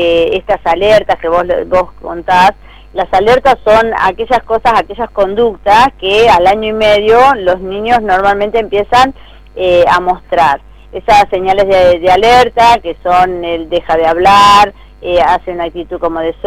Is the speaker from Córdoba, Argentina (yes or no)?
no; Cañuelas, Buenos Aires Province, Argentina; lo hacemos para Cañuelas, somos gente de Cañuelas